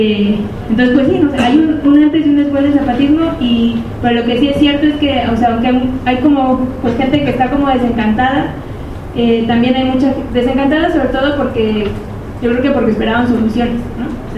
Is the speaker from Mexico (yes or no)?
yes; Mexico; es claro, como mexicanos, que hay un antes y un después